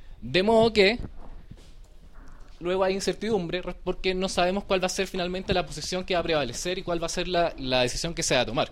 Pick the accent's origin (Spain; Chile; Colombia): Chile; Santiago, Santiago Metropolitan; Vengo de Chile, de Santiago.